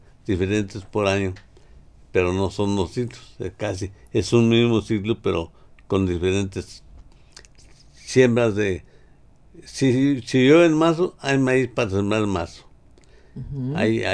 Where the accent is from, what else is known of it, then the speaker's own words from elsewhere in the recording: Galeana, Nuevo León, Mexico; Yo soy del ejido de la Providencia de Galeana.